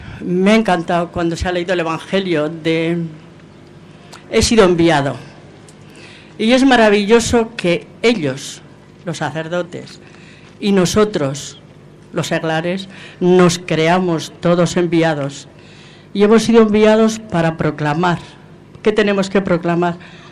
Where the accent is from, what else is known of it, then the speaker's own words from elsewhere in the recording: Logroño, La Rioja, Spain; Bueno, yo de casualidad estoy aquí, soy de Logroño, pero tengo una hija aquí